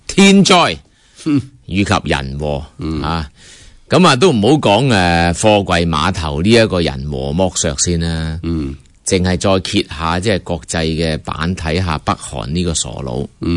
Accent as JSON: {"language": "Cantonese", "country": "China", "said": "就好多时候我哋中国人过去嘅历史一样，怀柔政策去到外国咧。"}